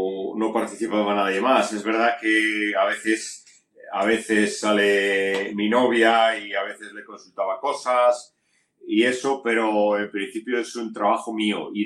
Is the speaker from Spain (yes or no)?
yes; Galicia, Spain; hay un par de tiras que están hechas sobre las fiestas de mi pueblo que se celebran en Galicia